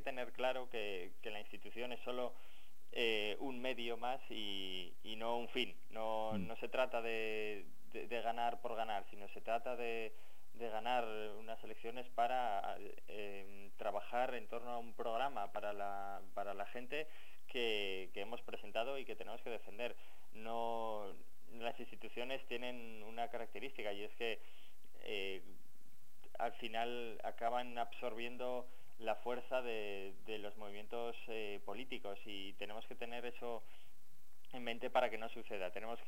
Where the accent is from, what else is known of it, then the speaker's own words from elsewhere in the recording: Basque Country, Spain; yo soy vasco, vivo